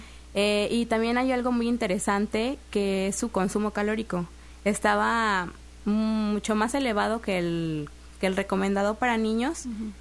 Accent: Texistepec, Veracruz, Mexico; Soy originaria de un pueblo llamado Texistepec, está cerca de Acayucan, uh-huh. o de Coatzacoalcos, para los que se quieran ubicar mejor.

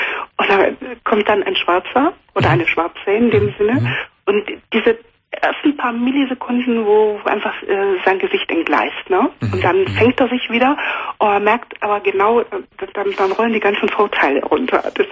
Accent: Germany; also born or lived in Cameroon; Also ich bin in Kamerun geboren und bin mit 5,5 Jahren nach Deutschland gekommen. Meine Mutter war mit einem Deutschen verheiratet und seitdem bin ich hier.

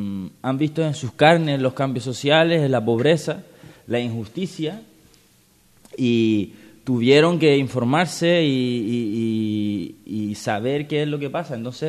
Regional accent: Cyprus; yo vengo de Chipre.

